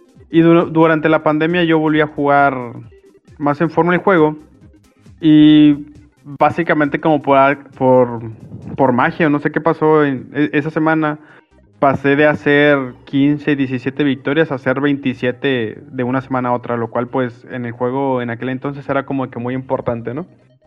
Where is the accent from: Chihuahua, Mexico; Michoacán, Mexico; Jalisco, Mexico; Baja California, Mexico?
Jalisco, Mexico; Guadalajara; now in Mazatlán, Mexico; principalmente yo soy de Guadalajara, pero actualmente vivo en Mazatlán. Y tengo 29 años.